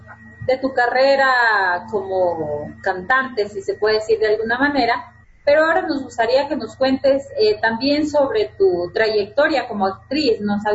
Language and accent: Spanish; Ecuador; no se identifica mucho como lo que somos como ecuatorianos